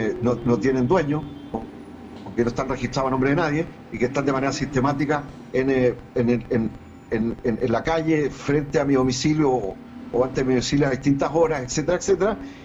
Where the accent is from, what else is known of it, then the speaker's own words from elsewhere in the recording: Chile; creo que es preocupante como chileno, y creo que no es solo mi caso